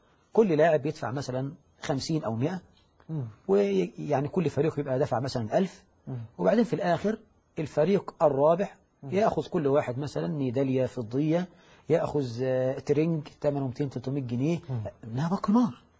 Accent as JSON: {"language": "Arabic", "country": "Egypt", "said": "وهذا يحصل عندنا في مصر"}